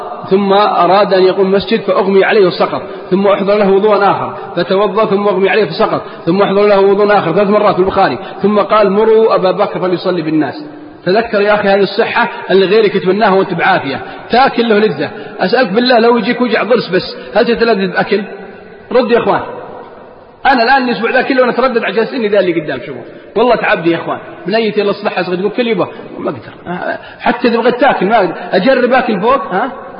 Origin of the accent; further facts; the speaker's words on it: Al-Qassim, Saudi Arabia; أكبر مجرم عندنا في القصيم أو في الدمام